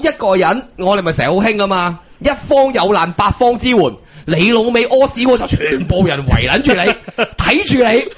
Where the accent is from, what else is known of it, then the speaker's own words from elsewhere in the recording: Hong Kong; 我八卦，我香港人嘅本性系八卦噶。